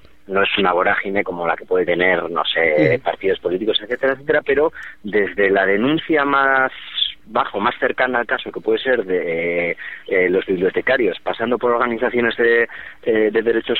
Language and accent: Spanish; Basque Country, Spain; tenemos 22 años y estamos políticamente muy marcados, o sea, tanto a la izquierda como, bueno, como vascos que somos